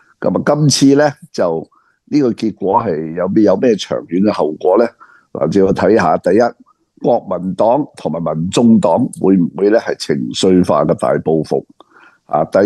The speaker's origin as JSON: {"language": "Cantonese", "country": "Hong Kong", "said": "嗰个方丈咧一见到我系香港嚟咧，"}